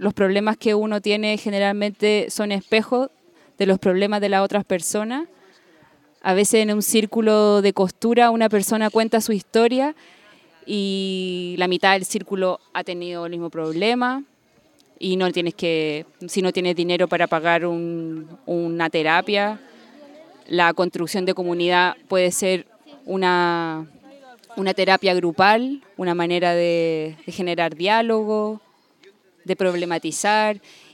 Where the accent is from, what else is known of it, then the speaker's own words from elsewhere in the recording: Chile; soy chilena y trabajo hace ya 10 años con distintas comunidades